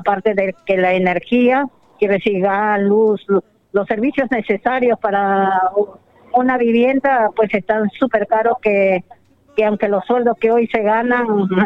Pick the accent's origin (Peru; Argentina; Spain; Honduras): Peru; las dificultades o las problemáticas que teníamos como peruanos en el extranjero